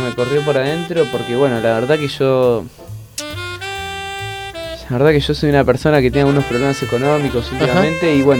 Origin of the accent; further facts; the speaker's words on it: Berazategui, Buenos Aires Province, Argentina; Yo soy de Berazategui